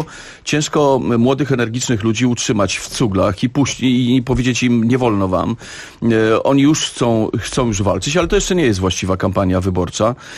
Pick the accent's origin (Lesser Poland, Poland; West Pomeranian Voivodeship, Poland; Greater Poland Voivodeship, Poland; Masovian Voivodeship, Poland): Masovian Voivodeship, Poland; Warsaw; ja jestem warszawiakiem na co dzień